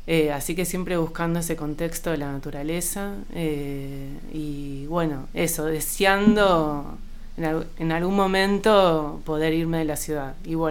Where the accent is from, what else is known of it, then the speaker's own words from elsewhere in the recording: Buenos Aires, Argentina; moved away as an adult; nací en Buenos Aires, en Capital Federal, un 8 de febrero. Y bueno, vivía en Buenos Aires hasta los 30 y pico, siempre muy con el deseo de vivir en la naturaleza, queriendo irme de la ciudad